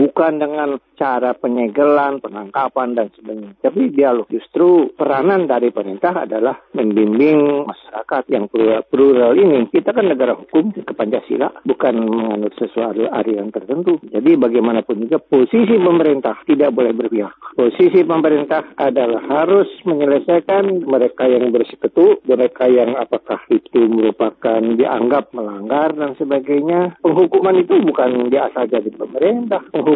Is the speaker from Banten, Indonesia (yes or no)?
yes; Banten, Indonesia; Saya kebetulan 7 tahun di Banten, ya, bertugas di pengadilan negeri, di pengadilan Banten. Saya tahu masyarakat Banten, dan saya sendiri orang Banten